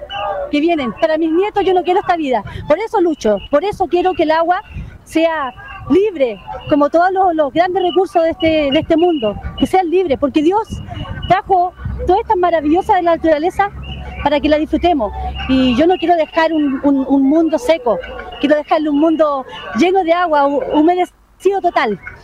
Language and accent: Spanish; Buin, Santiago Metropolitan, Chile; vengo desde de Santiago, de Buin más que nada. Vivía en Buin y me sentí en un momento pisando tierra que no era mía. Cuando llegué a Pangui, sentí que esto era mi territorio. Soy de acá